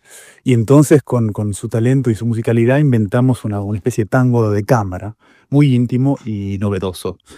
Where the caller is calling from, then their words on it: Paris, Île-de-France, France; quería mandarles un saludo muy especial y agradecerles de todo el corazón aquí desde París, desde Europa lejana.